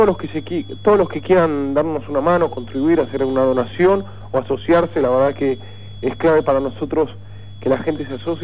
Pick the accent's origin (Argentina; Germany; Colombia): Argentina; nosotros como sociedad argentina y latinoamericana estamos acostumbrados a ver a gente viviendo, la verdad, como perros sobre el piso de tierra